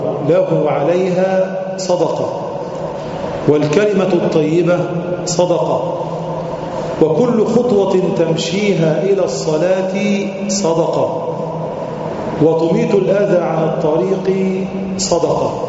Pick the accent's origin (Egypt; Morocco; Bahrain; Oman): Egypt; النهاردة العملة عندنا في مصر مثلا